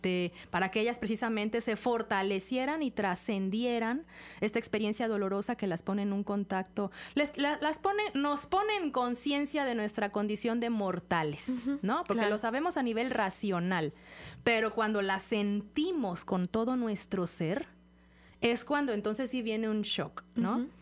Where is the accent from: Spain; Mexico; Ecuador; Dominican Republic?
Mexico; para precisamente reencontrarnos con nuestros orígenes como personas, pero también como mexicanos